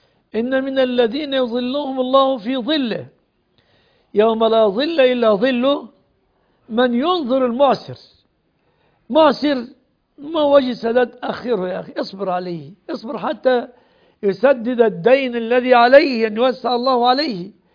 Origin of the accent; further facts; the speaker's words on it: Egypt; خاصة في بلادنا مصر، نسأل الله أن يسلمها ويسلم بلاد